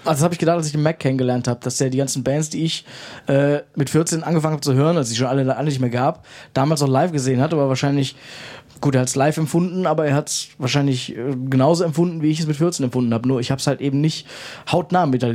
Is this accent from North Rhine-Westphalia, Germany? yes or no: yes; Krefeld, North Rhine-Westphalia, Germany; Ich komme aus Krefeld